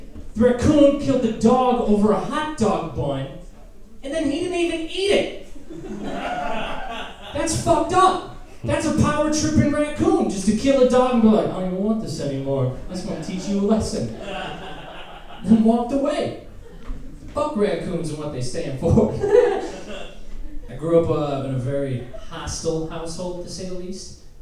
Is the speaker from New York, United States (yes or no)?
no; Michigan, United States; Like I grew up woods in Michigan, and I've seen a lot of animals die under various circumstances growing up in the woods.